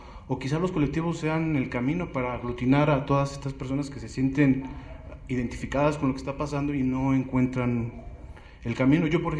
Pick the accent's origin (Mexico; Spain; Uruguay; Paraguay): Mexico; Iztapalapa, Mexico City; vengo de Iztapalapa.